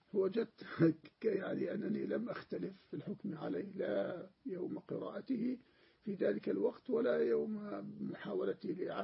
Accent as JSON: {"language": "Arabic", "country": "Jordan", "said": "عندنا في الأردن هكذا"}